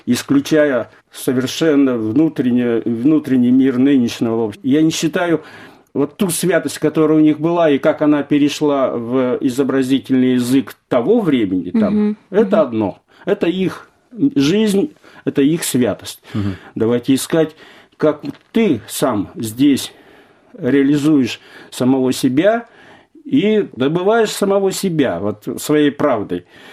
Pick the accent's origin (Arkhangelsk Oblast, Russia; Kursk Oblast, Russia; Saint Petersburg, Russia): Arkhangelsk Oblast, Russia; Arkhangelsk; born there; also born or lived in Kyrgyzstan; Я родился в Архангельске, прожил в Киргизии.